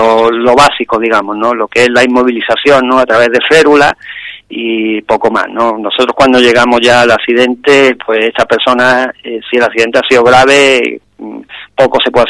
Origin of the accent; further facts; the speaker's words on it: Ubrique, Andalusia, Spain; la mayoría somos de Ubrique, como he dicho